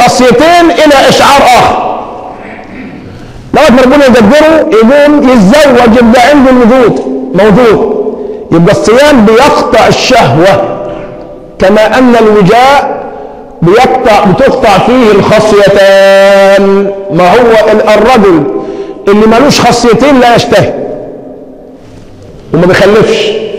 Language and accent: Arabic; Egypt; ده حل كمصريين، ومن ثم بنجيب